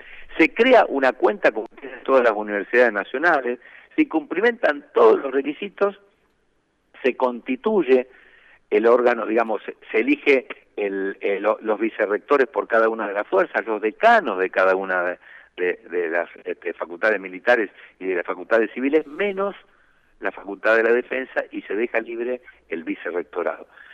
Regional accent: Santa Fe, Argentina; Yo soy de Santa Fe, soy profesor titular de la Facultad de Derecho

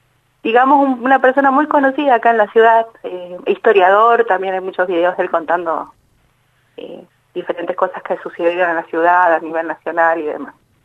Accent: Buenos Aires, Argentina; Yo soy de Buenos Aires, hace 3 años que vivo acá.

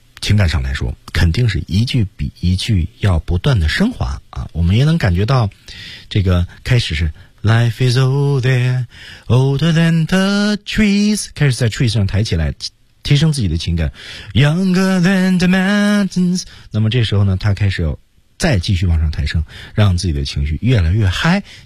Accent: Beijing, China; 比如说我的家乡其实在北京嘛

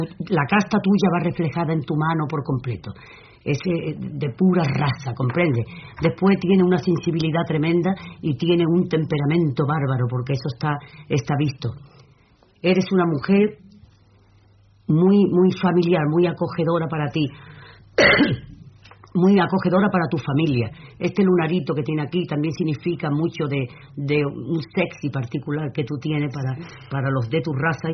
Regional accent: Andalusia, Spain; yo soy del sur, yo soy de andaluza

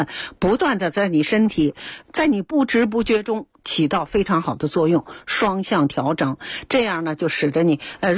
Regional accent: China

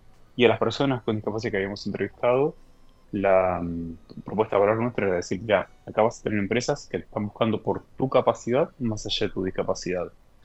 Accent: Argentina; y esto siendo argentino también, es que tengo muchísimos compatriotas viviendo allí.

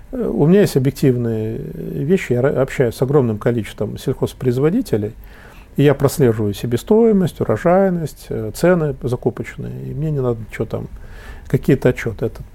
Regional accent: Ural, Russia; А там сибирские мужики здоровые, я уралец

